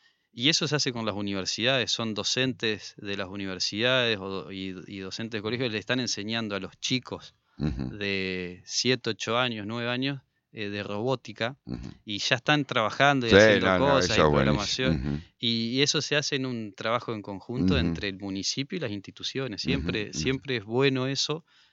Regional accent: Salta, Argentina; Pero no, pasa, yo soy de Salta y me tomo un avión a Buenos Aires

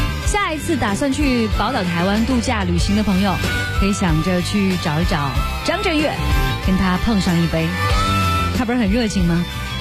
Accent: Qinhuangdao, Hebei, China; 很巧，我的老家也在海边上，渤海湾湾里的那个岛就是我的家乡秦皇岛。

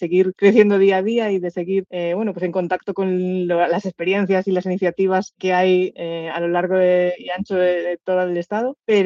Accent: Galicia, Spain; ¿Y qué voy a decir yo como gallega de que vengáis a Valide?

